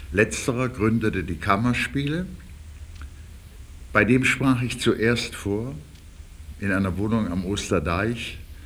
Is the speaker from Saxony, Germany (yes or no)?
yes; Dresden, Saxony, Germany; Meine Vaterstadt war zerstört und besetzt von den Russen. Ich bin ja Dresdner.